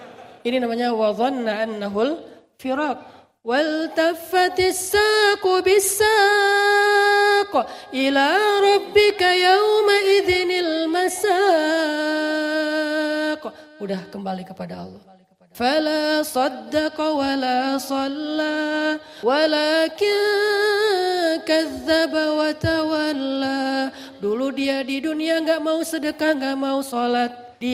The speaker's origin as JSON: {"language": "Indonesian", "region": "Aceh", "country": "Indonesia", "tie": "born or raised there", "said": "Saya waktu kecil kan di Aceh itu rumah saya depan rumah laut, belakang rumah gunung."}